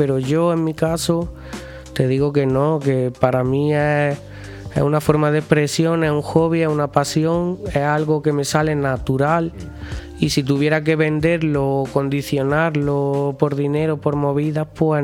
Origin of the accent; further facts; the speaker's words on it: Belicena, Andalusia, Spain; Yo soy de Belicena, que es un pueblo colindante con Santa Fe, de donde es el de Fe Fuente.